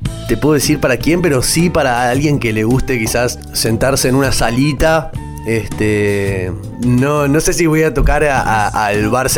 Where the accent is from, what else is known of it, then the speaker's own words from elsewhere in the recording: Buenos Aires, Argentina; now in San Marcos, Argentina; Estoy acá en este pueblo, San Marcos, hace 3 años ya. Vengo de Buenos Aires.